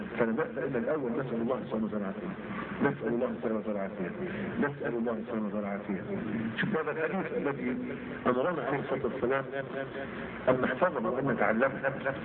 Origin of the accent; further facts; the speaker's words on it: Egypt; خلي بالك بس مش احنا مصريين عارفين نفسيات بعض